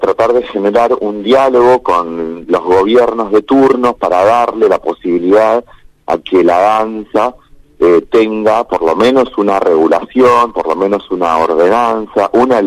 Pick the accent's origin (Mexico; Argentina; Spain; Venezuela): Argentina; Santa Fe; en realidad soy de Santa Fe, pero en este momento no estoy tan lejos, estoy de gira, estoy en medio de una gira patagónica que me quedó por varias ciudades en la Patagonia. En este momento estoy en Comodoro Rivadavia